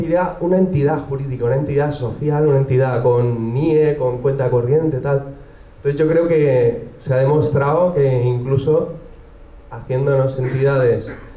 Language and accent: Spanish; Madrid, Community of Madrid, Spain; de aquí de Madrid